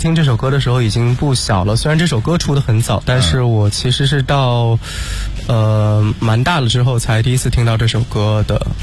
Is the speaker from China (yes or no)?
yes; Nanjing, Jiangsu, China; 墙是南京的城墙，因为我是南京人嘛。